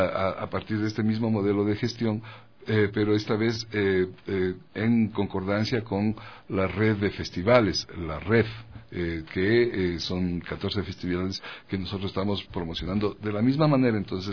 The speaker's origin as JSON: {"language": "Spanish", "country": "Ecuador", "said": "el sentir de lo que somos los ecuatorianos"}